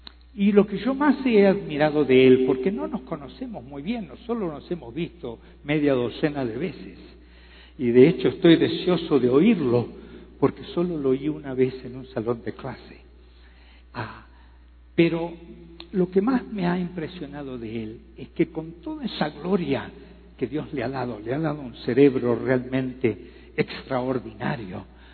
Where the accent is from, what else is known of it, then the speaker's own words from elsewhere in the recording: Uruguay; Yo soy un uruguayo, como bien lo dijo el pastor Gustavo. Tengo 69 años, soy un poquito menor que Samuel